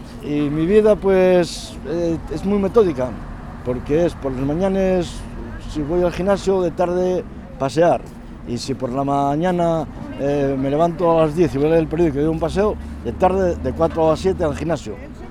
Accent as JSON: {"language": "Spanish", "town": "Mieres", "region": "Asturias", "country": "Spain", "lives_now": "Gijón, Spain", "said": "soy de Mieres, y cuando vine de Mieres para Gijón yo tenía 24 años, me parece, 24 o 25 años."}